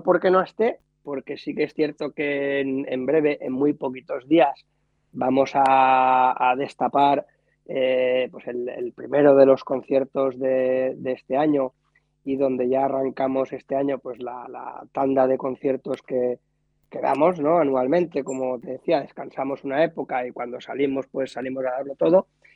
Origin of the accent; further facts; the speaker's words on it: Barcelona, Catalonia, Spain; en la banda nosotros somos de Barcelona, de los alrededores, ¿no?, de la periferia, y hablamos pues en catalán y hablamos en castellano